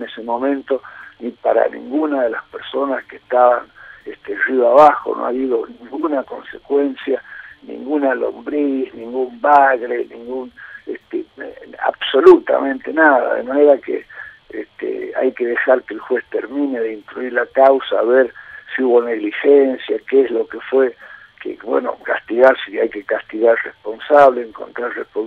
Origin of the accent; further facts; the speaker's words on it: Argentina; con mucha racionalidad, como somos los argentinos y cómo hemos venido construyendo lo que se ha construido en este país